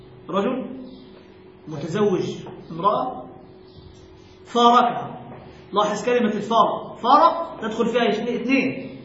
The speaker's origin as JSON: {"language": "Arabic", "country": "Egypt", "said": "وهذا المعتاد عندنا في مصر بهذه الصورة"}